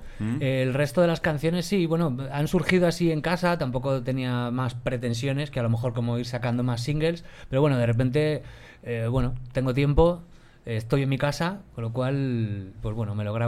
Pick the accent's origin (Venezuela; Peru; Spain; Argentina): Spain; Madrid, Community of Madrid; also born or lived in England; yo como tantos otros vengo del prolífico barrio de la Alameda de Osuna. de una época donde, no sé, habría poca tele, somos muchos de ahí. Uh-huh. Y luego me pegué un viaje a Inglaterra que duró 10 años